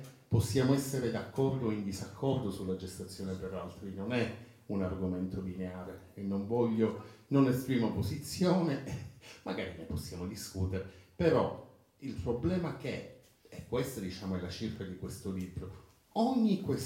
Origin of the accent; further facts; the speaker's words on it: Palermo, Sicily, Italy; Io, per dire, vengo da Palermo, non vado più nel centro storico